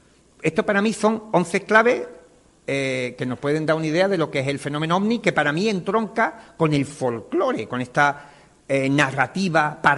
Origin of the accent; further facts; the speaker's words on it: Cádiz, Andalusia, Spain; born there; Yo nací en Cádiz, no tengo otro.